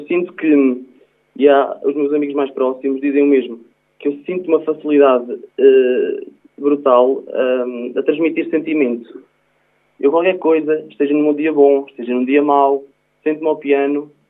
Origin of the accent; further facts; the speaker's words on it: Oliveira do Hospital, Coimbra, Portugal; sou natural do Conselho de Oliveira do Hospital, tenho 20 anos